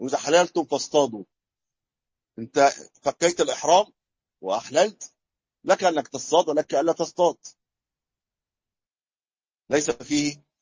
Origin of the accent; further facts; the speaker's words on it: Egypt; عندنا في مصر البر يقولوا إيش؟ البر يطلق على إيش عندنا؟ القمح.